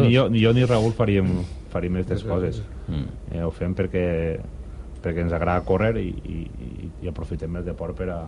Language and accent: Catalan; Vallada, Valencian Community, Spain; M'han pegat el puro perquè diuen que és Vallada, però jo bueno, sempre diré que sóc de Vallà.